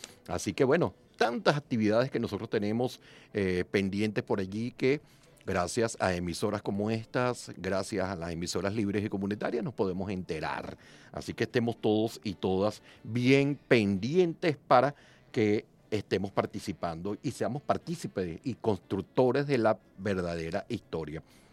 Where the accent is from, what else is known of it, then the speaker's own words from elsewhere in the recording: Caracas, Capital District, Venezuela; los que somos de aquí de Caracas ya conocimos los nombres de las esquinas.